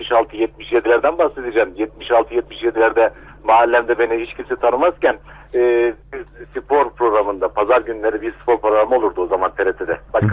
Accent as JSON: {"language": "Turkish", "region": "Ankara", "country": "Turkey", "said": "Ben 47 yaşında Ankaralıyım."}